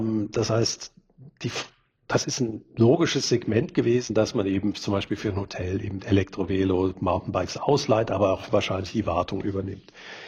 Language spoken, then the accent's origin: German; Germany; born there; moved away; Ich bin zwar in Deutschland geboren, aber seit 1990 wohne ich nicht mehr in Deutschland.